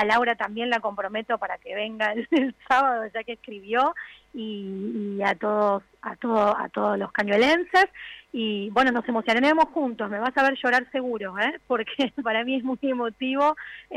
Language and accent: Spanish; San Miguel del Monte, Buenos Aires Province, Argentina; Yo soy de San Miguel del Monte